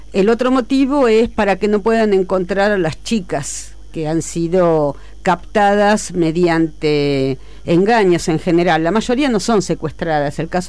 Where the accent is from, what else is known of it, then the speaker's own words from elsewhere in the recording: Buenos Aires, Argentina; born there; No, en Buenos Aires.